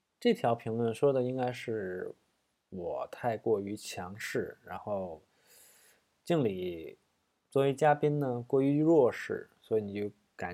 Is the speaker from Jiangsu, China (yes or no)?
no; Tianjin, China; 因为我是天津人，我可能会带一些，就跟你上课接下茬那样的一个过程